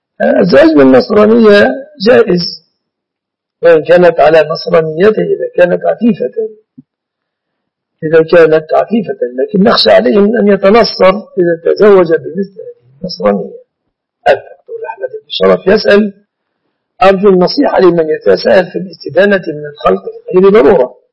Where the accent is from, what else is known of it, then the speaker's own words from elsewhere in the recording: Egypt; علمي أن البنوك التي اطلعت على أعمالها في بلادنا مصر وفي عدد من بلاد المسلمين